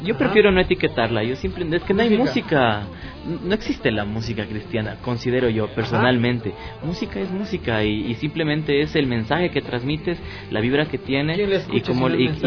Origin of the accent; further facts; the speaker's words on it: Ecuador; lo que queríamos era algo que tenga que identificarnos como ecuatorianos, ¿no?